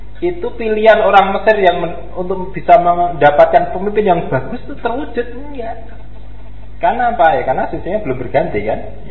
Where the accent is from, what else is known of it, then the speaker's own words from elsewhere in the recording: Java, Indonesia; Kalau kita itu kan orang Jawa itu kan wajar